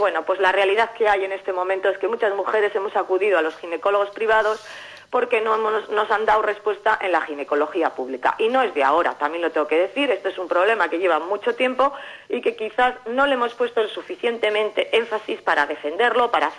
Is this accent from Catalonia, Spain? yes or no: no; Llodio, Basque Country, Spain; yo soy de Llodio